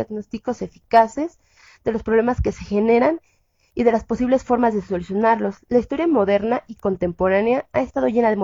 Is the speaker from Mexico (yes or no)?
yes; State of Mexico / Mexico City, Mexico; somos morritas del Estado de México y de la Ciudad de México